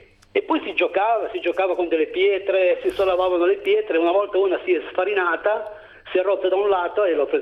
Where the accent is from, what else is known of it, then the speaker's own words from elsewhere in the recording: Calabria, Italy; born there; Calabria, Vibo Valentia.